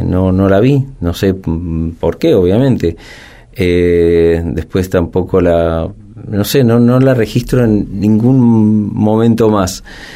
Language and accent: Spanish; Maipú, Buenos Aires Province, Argentina; Yo soy de Maipú, en la provincia de Buenos Aires